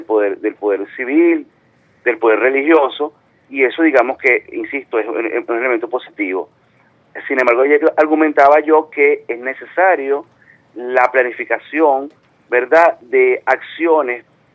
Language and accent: Spanish; Caracas, Capital District, Venezuela; como caraqueños, especialmente en mi caso que soy de acá de la ciudad.